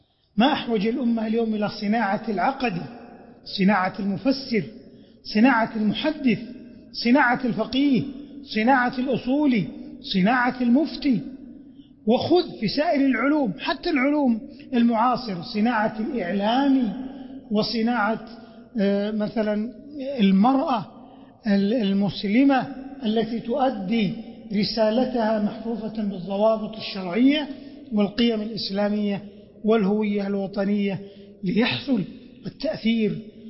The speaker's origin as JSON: {"language": "Arabic", "country": "Saudi Arabia", "said": "بلادنا المملكة العربية السعودية عنيت بالعلم والتعليم"}